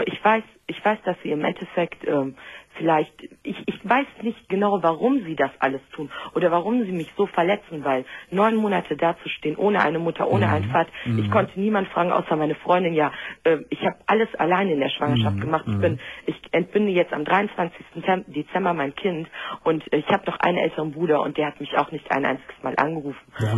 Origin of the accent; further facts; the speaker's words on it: Düsseldorf, North Rhine-Westphalia, Germany; also ich komme aus Düsseldorf